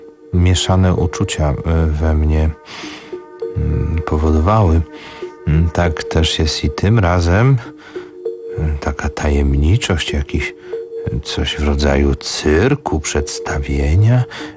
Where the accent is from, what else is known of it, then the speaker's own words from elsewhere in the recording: Warsaw, Masovian Voivodeship, Poland; urodziłem się koło torów kolejowych, spędziłem dzieciństwo na warszawskiej Woli i tam są tory kolejowe prowadzące